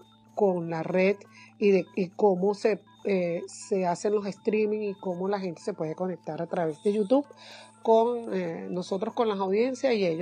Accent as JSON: {"language": "Spanish", "country": "Venezuela", "said": "soy periodista venezolana"}